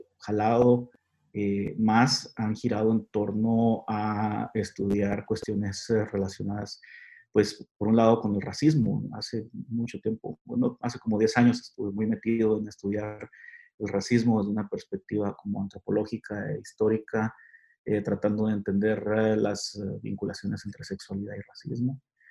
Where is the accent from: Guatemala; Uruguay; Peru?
Guatemala; soy guatemalteco, soy sociólogo, estudié sociología en Alemania